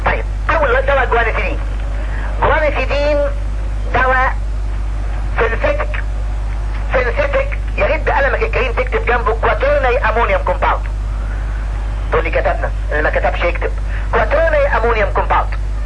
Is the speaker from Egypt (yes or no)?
yes; Egypt; احنا عندنا في مصر ريزلبين والفا ميثايل دوب بيستخدم في الاجزخانات